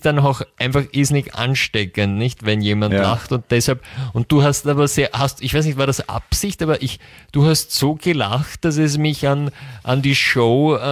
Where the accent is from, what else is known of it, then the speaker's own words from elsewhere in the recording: United States; German is a second language; wenn zwei Amerikaner gemeinsam eine österreichische Live-Sendung machen